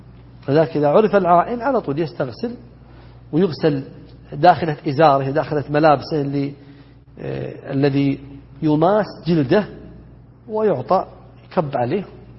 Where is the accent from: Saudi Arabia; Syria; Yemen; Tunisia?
Saudi Arabia; Najd; بينما عندنا في نجد انحتة احذفه هكذا